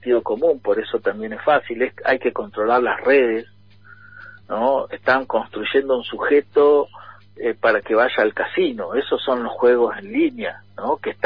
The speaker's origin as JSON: {"language": "Spanish", "country": "Argentina", "said": "Se construye de la idea de que somos argentinos"}